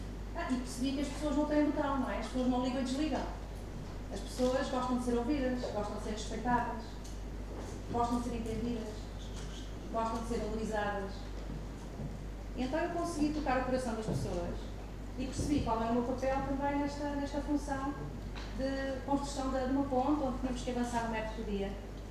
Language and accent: Portuguese; Portugal; born there; eu nasci cá, nasci em Portugal, ainda para mais, isto é uma particularidade, nasci no dia 10 de junho, que é o dia de Portugal